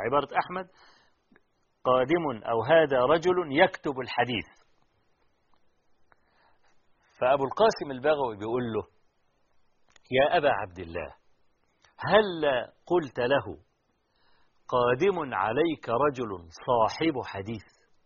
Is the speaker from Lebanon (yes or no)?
no; Egypt; طبعا الشيخ أحمد شاكر احنا نفخر أنه من مصر رحمة الله عليه.